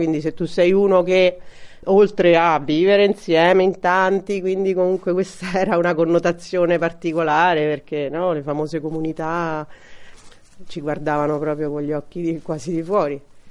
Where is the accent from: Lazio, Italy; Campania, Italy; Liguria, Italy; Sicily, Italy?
Lazio, Italy; Rome; moved away as an adult; now in Orvieto, Italy; Vengo da Roma, quindi nata e cresciuta nell'adolescenza a Roma e intorno ai 20 anni ho deciso che la mia scelta doveva essere quella di andare via dalla città.